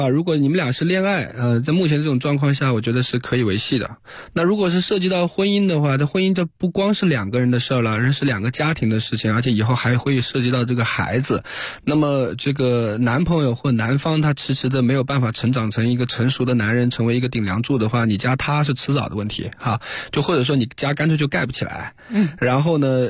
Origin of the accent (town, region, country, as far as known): China